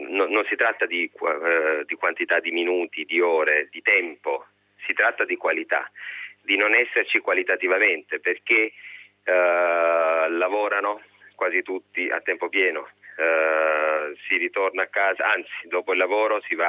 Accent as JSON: {"language": "Italian", "region": "Apulia", "country": "Italy", "tie": "born or raised there", "said": "ho scelto di usare la mia lingua e di portare ciò che la mia terra mi ha dato, essendoci vissuto."}